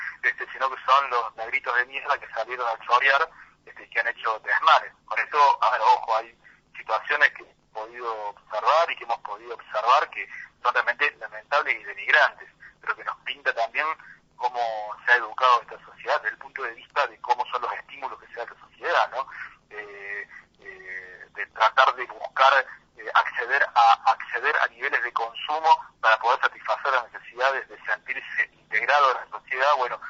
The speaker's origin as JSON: {"language": "Spanish", "region": "Córdoba", "country": "Argentina", "said": "lo que estamos viviendo lamentablemente como sociedad cordobesa"}